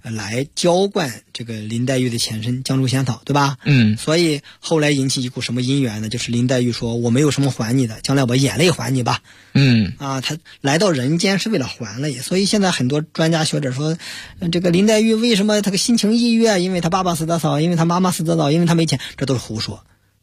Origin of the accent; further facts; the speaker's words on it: Beijing, China; 因为我们北京人都知道